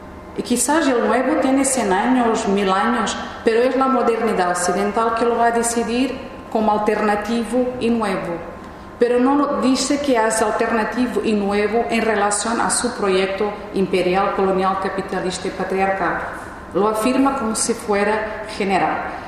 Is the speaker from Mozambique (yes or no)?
yes; Mozambique; Yo soy de Mozambique y nací bajo un sistema colonial.